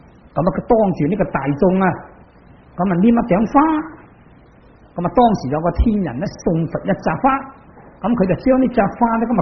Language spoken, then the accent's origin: Cantonese; China; 我哋中国人食饭嘅，但系嗰啲外国人食面包